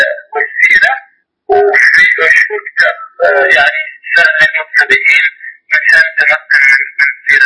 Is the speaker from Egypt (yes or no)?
no; Algeria; لا أنا جزائري